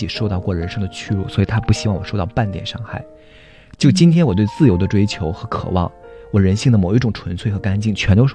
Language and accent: Chinese; Shandong, China; 就是我们山东人有个共同的男性形象似乎。